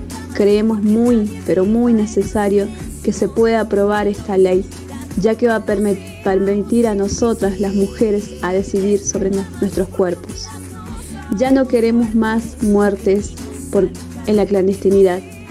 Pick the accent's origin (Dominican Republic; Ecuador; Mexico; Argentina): Argentina; Jujuy; de Jujuy.